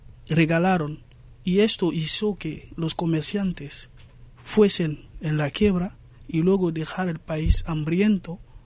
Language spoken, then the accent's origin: Spanish; Guinea; En mi país, en 2010, hemos vivido el mismo, Guinea-Conakry.